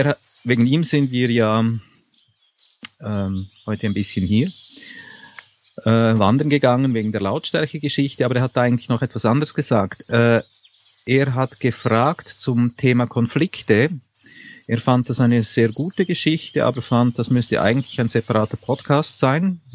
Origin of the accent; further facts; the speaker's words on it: Switzerland; ich bin Schweizer, das sind Berge.